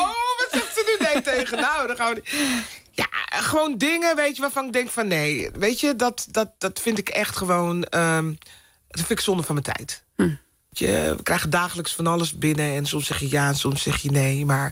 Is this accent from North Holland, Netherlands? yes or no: yes; Amsterdam, North Holland, Netherlands; In Amsterdam. Ik ben opgegroeid in Amsterdam-Zuid.